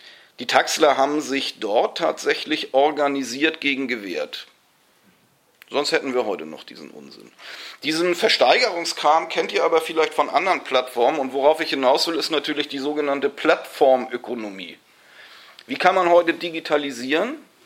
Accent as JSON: {"language": "German", "town": "Munich", "region": "Bavaria", "country": "Germany", "said": "Ich komme aus München. Und da habe ich schon die Taxirufnummern nicht im Kopf."}